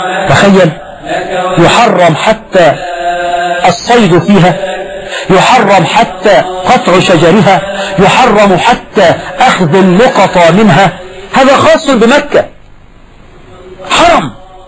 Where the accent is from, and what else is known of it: Egypt